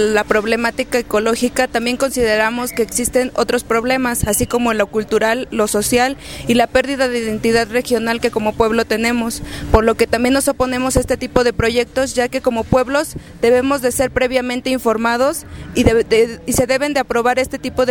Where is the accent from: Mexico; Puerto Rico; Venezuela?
Mexico; Tepoztlán, Morelos; vengo de Tepoztlán, Morelos, y soy parte del Frente Juvenil en Defensa de Tepoztlán.